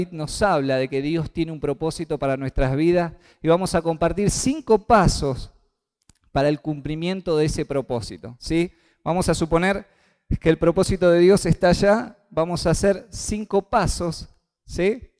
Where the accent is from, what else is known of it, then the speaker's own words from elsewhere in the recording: Basail, Chaco, Argentina; moved away; pude ir hasta el Chaco, la pasamos muy bien, pude ir a mi pueblo, no sé si alguna vez han escuchado el pueblo de Basail